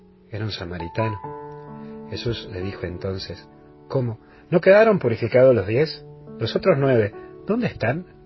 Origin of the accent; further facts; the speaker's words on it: Tucumán, Argentina; así que hoy me he infiltrado, lamentablemente, como buen tucumano